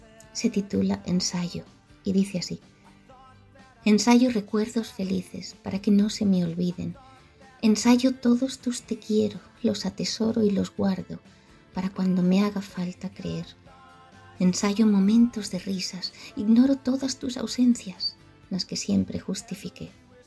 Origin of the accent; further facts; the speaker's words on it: Santiago de Compostela, Galicia, Spain; de Santiago de Compostela.